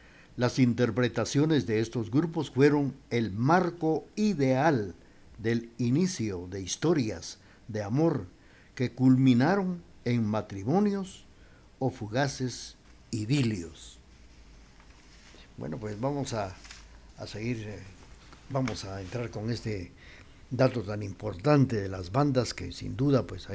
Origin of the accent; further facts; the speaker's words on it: Guatemala; Hablando de las bandas de mi pueblo, que fue ahí y todavía existen en muchos lugares, que van encabezando los desfiles patronales de cada lugar.